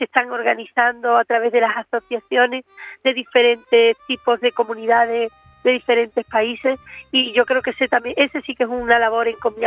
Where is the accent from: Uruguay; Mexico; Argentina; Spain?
Spain; porque en este caso yo soy española